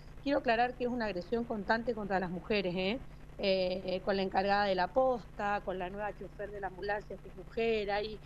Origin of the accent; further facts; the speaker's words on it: Mendoza, Argentina; born there; also born or lived in General Pico; now in Ceballos, Argentina; Yo en Pico, en realidad, soy nacida en la provincia de Mendoza y hace 24 años que llegamos a La Pampa. Mi papá, militar del ejército, por un traslado vinimos a General Pico y estamos desde entonces acá en La Pampa.